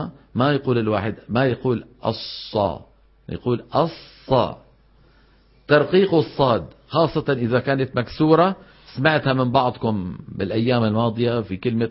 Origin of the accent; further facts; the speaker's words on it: Levant, Syria; هاي بالعاميات عندنا في الشام وفي مصر